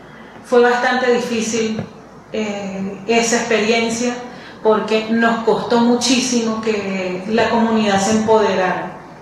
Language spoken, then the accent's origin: Spanish; Venezuela; yo soy la única venezolana del colectivo